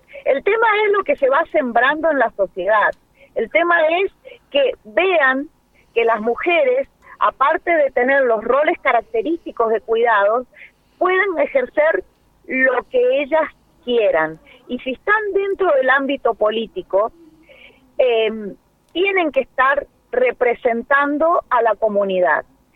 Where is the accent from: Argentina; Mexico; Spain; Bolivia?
Argentina; General Alvear, Mendoza; Soy de General Alvear Mendoza.